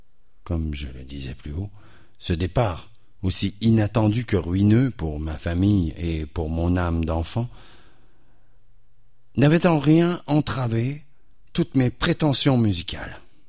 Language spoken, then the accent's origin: French; Quebec, Canada; Parce que moi aussi, je suis de la Rive-Sud.